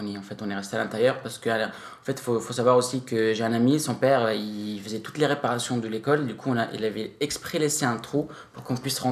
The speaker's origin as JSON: {"language": "French", "country": "Lebanon", "tie": "born or raised there", "also_born_or_lived": "France", "said": "Non, j'ai grandi au Liban."}